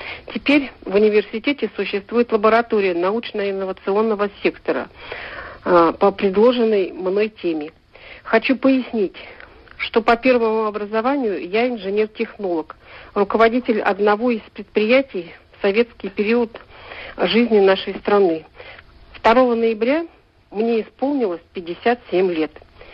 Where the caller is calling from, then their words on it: Novokuznetsk, Kemerovo Oblast, Russia; я из Новокузнецка.